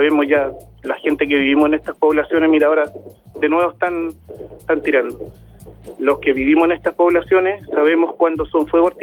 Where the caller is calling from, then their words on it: San Ramón, Santiago Metropolitan, Chile; somos de acá, de San Ramón, la población La Bandera